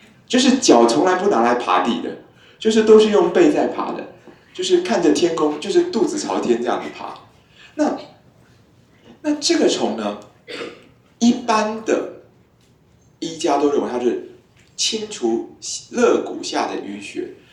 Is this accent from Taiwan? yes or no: yes; Taiwan; 就是我们台湾人口少少